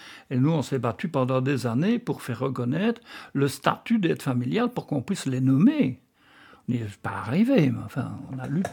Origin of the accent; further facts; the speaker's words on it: Liège, Wallonia, Belgium; born there; Ben, je suis né à Liège.